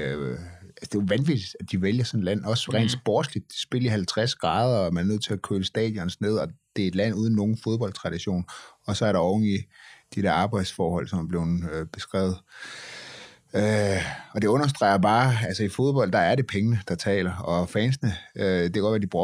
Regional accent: Aalborg, North Denmark Region, Denmark; now in Copenhagen, Denmark; men jeg er jo fra Aalborg

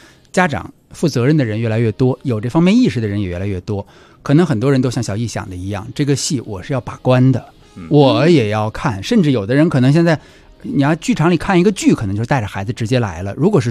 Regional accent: Xicheng, Beijing, China; 因为我是西城长大的

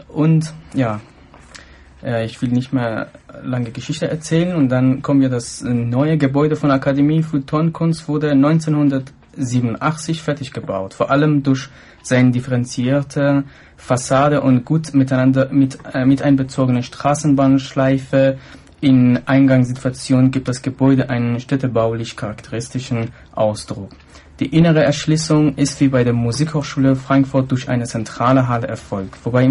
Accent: Iran; German is a second language; Ich bin im Iran aufgewachsen

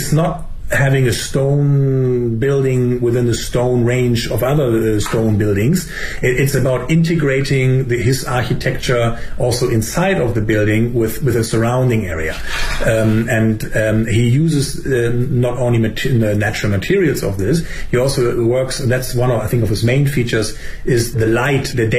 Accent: Germany; I mean, I'm from Germany. We also don't have bamboo.

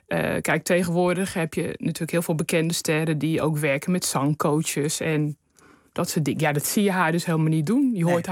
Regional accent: Rotterdam, South Holland, Netherlands; En dat had mee te maken dat vroeger in Rotterdam, waar ik opgegroeid ben, werden elke week dansfeesten georganiseerd.

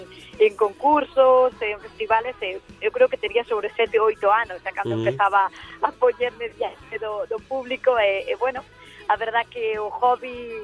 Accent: Galicia, Spain; eu como débolle tantos galegos de que me sinta profeta na miña terra

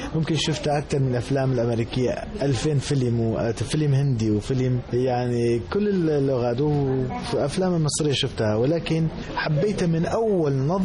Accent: Sulaymaniyah, Kurdistan Region, Iraq; born there; moved away as an adult; also born or lived in Germany; تولدت بمدينة سليمانية بكردستان العراق، خريج معهد فنون جميلة قسم الموسيقى، بعدها راحت على ألمانيا، بعدها راحت على ألمانيا درست الماجستير في موسيقى بألمانيا موسيقى جرافيك

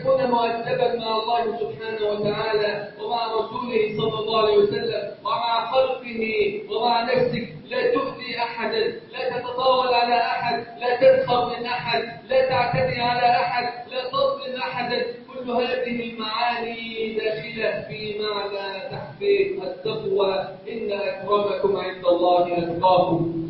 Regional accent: Egypt; اللهم واجعل بلدنا مصر امنا امانا سخاء رخاء

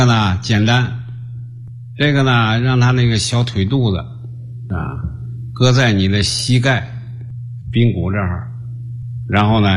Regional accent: China; 啊，就说那这个 患痔疮的在我们中国人非常普遍啊，非常普遍。

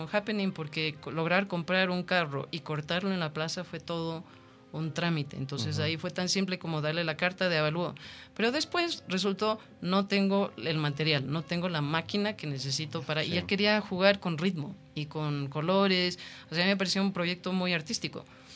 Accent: Ecuador; porque yo soy muy ecuatoriana

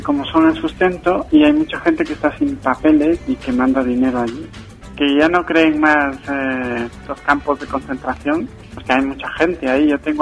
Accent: Ecuador; born there; yo nací en Ecuador

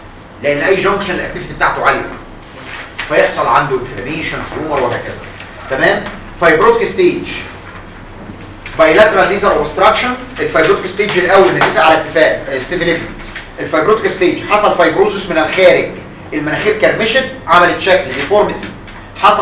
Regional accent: Egypt; انتوا عارفين ان اللي بيقولوا علينا كده كمصريين

